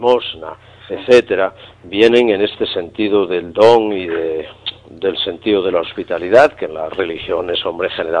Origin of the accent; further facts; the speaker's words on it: Castile, Spain; como dicen en mi tierra, en Castilla.